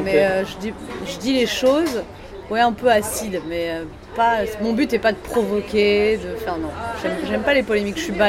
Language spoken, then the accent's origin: French; Paris, Île-de-France, France; born there; Moi, je suis née à Paris, oui.